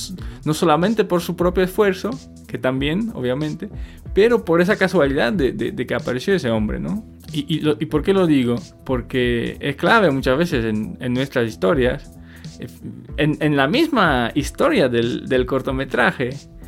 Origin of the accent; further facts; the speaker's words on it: Poland; Spanish is a second language; moved away; Yo soy de Polonia y en el año 2013 empecé el viaje en bicicleta desde México por América Latina